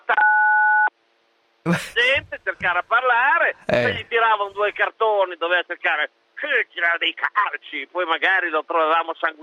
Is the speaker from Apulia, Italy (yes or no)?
no; Bologna, Emilia-Romagna, Italy; now in Imola, Italy; No, sono cresciuto a Bologna.